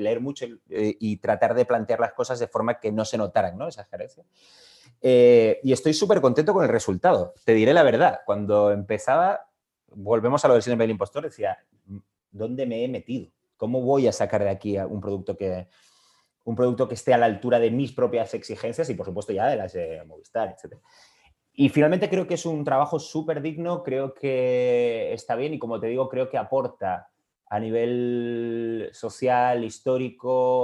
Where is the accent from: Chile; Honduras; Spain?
Spain; Canary Islands; siendo canario, claro, no es una habilidad que haya tenido oportunidad de practicar muy a menudo.